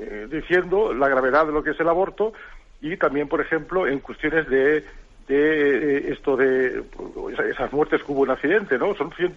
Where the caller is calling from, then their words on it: Almería, Andalusia, Spain; de Almería.